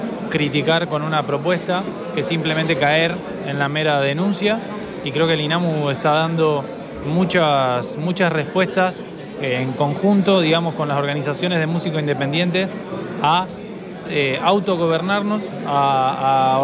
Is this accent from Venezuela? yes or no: no; Argentina; como argentinos por ahí nos cuesta mucho